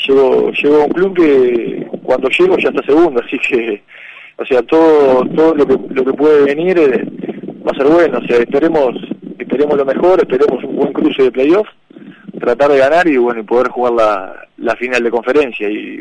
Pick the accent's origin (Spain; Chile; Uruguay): Uruguay; O sea, somos uruguayos, pero bueno, esto es un trabajo y cada uno tiene que estar para su lado.